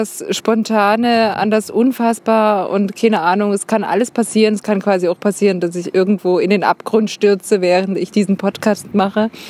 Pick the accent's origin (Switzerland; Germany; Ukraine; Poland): Germany; Dresden, Saxony; Und ich komme übrigens ursprünglich aus Dresden, wie man hört. Gewöhnt euch dran.